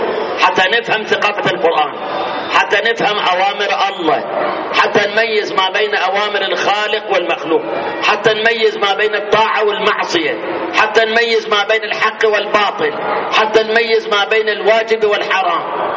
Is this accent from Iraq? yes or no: yes; Iraq; والله أنا عراقي